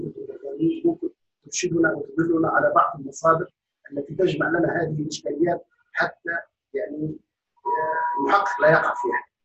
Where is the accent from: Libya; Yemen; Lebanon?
Libya; أنا من ليبيا.